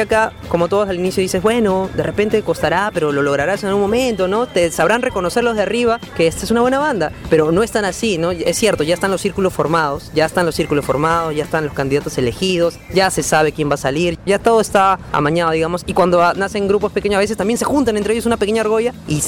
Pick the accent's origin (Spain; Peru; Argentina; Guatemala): Peru; o más que todo de nosotros como peruanos